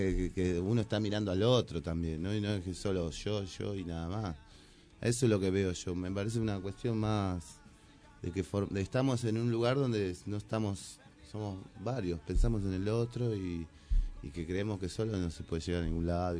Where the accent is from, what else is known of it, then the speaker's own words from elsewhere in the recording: Moreno, Buenos Aires Province, Argentina; Yo siempre hablo acá en Moreno, ¿no? Porque soy de Moreno